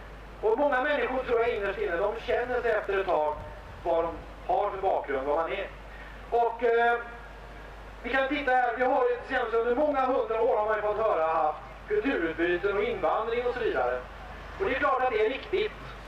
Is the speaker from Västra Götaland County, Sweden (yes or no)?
yes; Gothenburg, Västra Götaland County, Sweden; jag kommer från Göteborg.